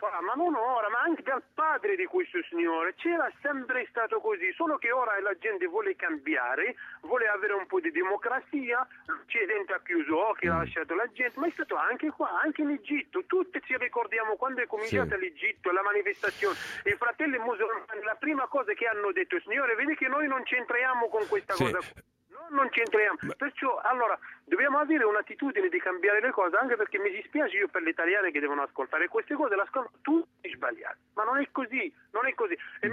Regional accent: Morocco; No, sono del Marocco.

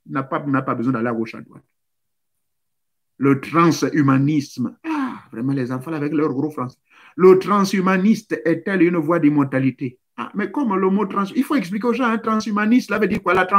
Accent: Gabon; Chez nous, au Gabon, là-bas, toi tu vas voir ça oublier.

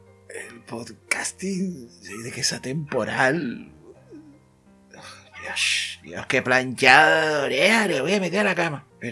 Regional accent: Canary Islands, Spain; Nosotros somos más canarios que los plátanos.

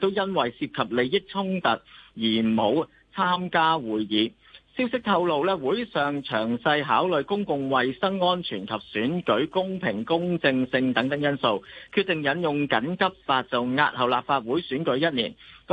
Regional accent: Hong Kong; 我哋香港人预习定今日开始冇得堂食啊

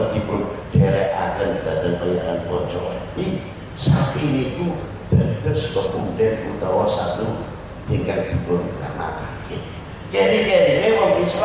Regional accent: Indonesia; Dari mana Bapak? Kebetulan dilahirkan di Indonesia.

